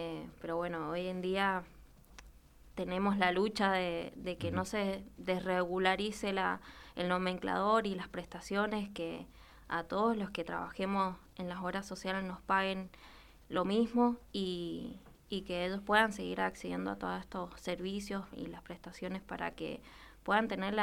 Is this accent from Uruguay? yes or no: yes; Colonia, Uruguay; Soy de Colonia, Corralito.